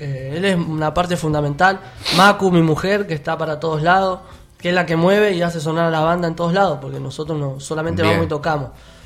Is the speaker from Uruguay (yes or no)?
no; Ingeniero Budge, Buenos Aires, Argentina; Así que somos un poco de Budge, un poco de Fiorito, Caraza.